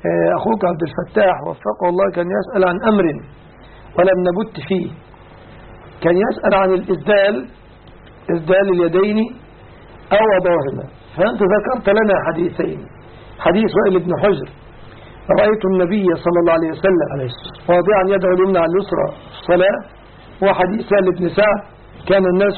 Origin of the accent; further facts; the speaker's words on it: Egypt; وأن يحفظ بلادنا مصر